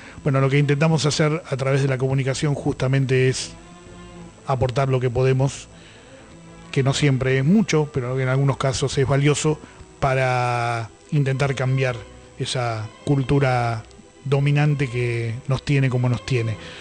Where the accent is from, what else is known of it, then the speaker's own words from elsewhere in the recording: Argentina; que no soy mapuche, me vaya de acá de Mataderos y que vengan ustedes? ¿Ustedes quieren echarnos a todos los que nos reconocemos como argentinos?